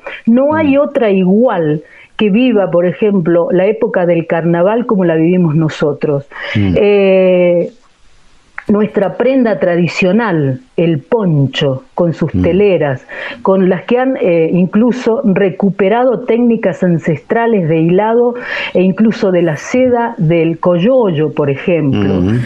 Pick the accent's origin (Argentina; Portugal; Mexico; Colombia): Argentina; Catamarca; also born or lived in San Juan; Soy catamarqueña.